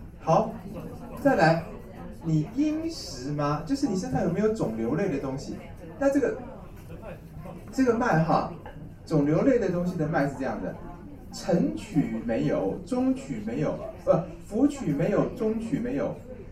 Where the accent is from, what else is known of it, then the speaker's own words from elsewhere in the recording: Taiwan; 而且本来我们台湾人都很慢活啊